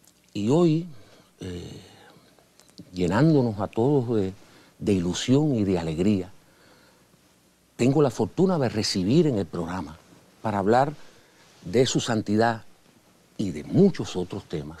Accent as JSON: {"language": "Spanish", "country": "Cuba", "said": "Yo quiero agradecerle en principio la deferencia como cubano"}